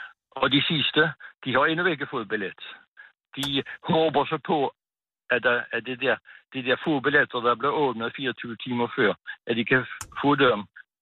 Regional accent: Capital Region of Denmark, Denmark; Og det er vi meget glade ved som bornholmere, at der er mange, der har lyst til at rejse til Bornholm

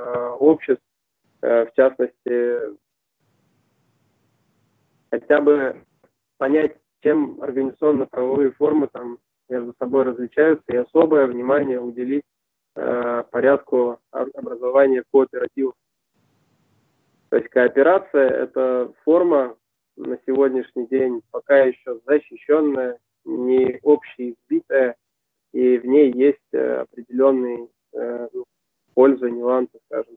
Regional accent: Saint Petersburg, Russia; born there; Родился в Ленинграде, и теперь он Санкт-Петербург. Приезжал в Свердловск

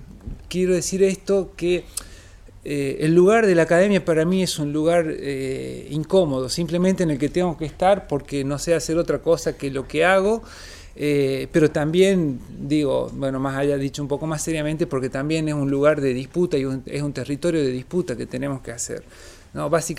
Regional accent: Northwest Argentina, Argentina; El caso del noroeste argentino, de donde vengo, digamos

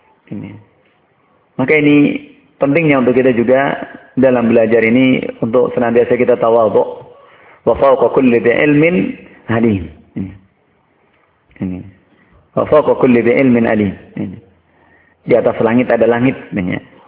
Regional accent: Surakarta, Central Java, Indonesia; Kalau saya orang Solo bilang, tafsir saya utiletewe.

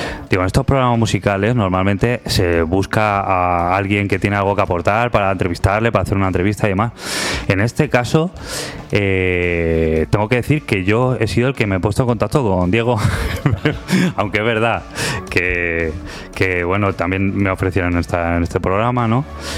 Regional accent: Salamanca, Castile and León, Spain; porque yo soy de Salamanca

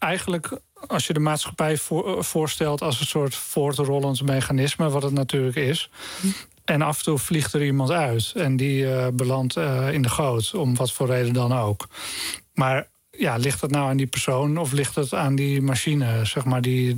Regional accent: Lelystad, Flevoland, Netherlands; dat ik ben in Lelystad opgegroeid

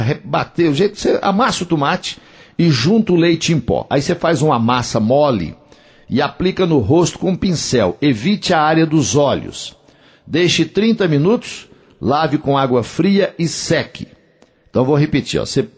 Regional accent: Coromandel, Minas Gerais, Brazil; vai ter o grande show de … lá na minha terra, em Coromandel.

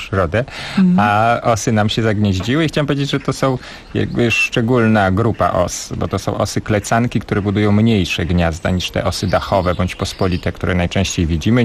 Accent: Bielsk Podlaski, Podlaskie Voivodeship, Poland; Ja pochodzę z mojego miasta na Podlasiu, które się nazywa Bielsk Podlaski.

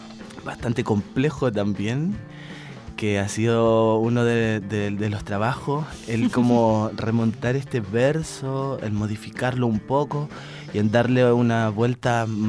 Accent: San Fernando, O'Higgins, Chile; now in Valdivia, Chile; De la sexta región originariamente.

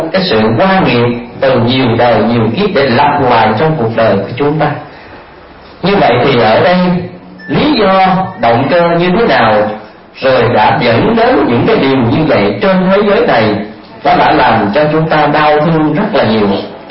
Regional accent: Vĩnh Long, Vietnam; Đại quê tôi đợi Vĩnh Long à, chính tỉnh miền Tây là ngứa là đồng bằng sông Cửu Long.

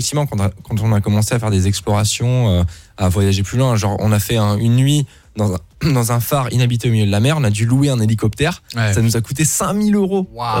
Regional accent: Luxembourg; je suis né au Luxembourg, j'ai grandi là-bas, j'ai fait le système luxembourgeois, c'est très germanique

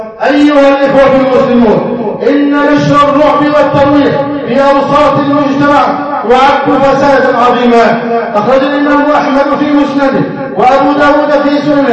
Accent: Egypt; ان يحفظ بلدنا مصر

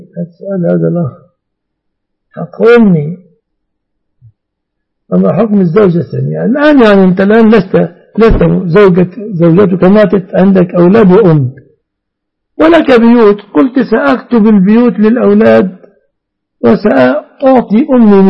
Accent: Egypt; لكن في الغالب أن الناس في هذا الزمان في بلادنا مصر كلمة علي الطلاق لا يأخذون طلاقا

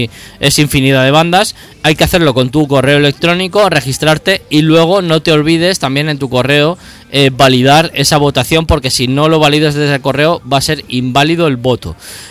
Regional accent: Ciempozuelos, Community of Madrid, Spain; también es de mi pueblo, de Cienpozuelos

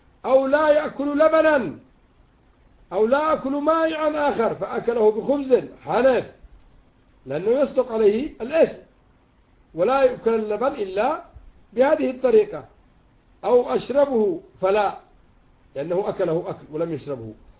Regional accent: Yemen; وإن كان العرف عندنا في اليمن

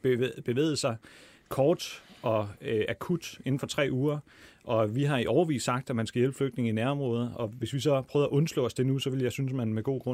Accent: Syria; Jamen, der vil jeg så tænke som syrer

